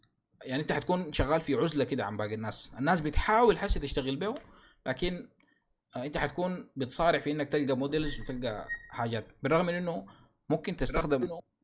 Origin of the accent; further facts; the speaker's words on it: Sudan; للأسف بنلقى حتى يعني عندنا في السودان حتى الإعلانات بتاعت الكورسات بتكون من صور من النت